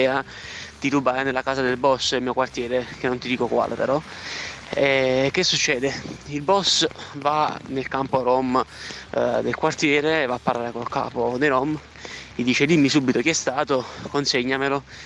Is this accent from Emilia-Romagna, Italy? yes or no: no; Naples, Campania, Italy; io sono di Napoli, diciamo che sono cresciuto per strada, ecco, e ti racconto quello che è successo una volta nel mio quartiere.